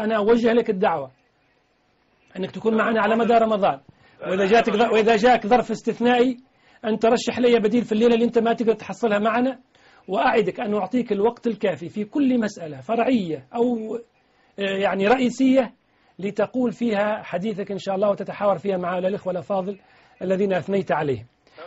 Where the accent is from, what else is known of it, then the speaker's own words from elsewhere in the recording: Tunisia; رئيس بلدي تونس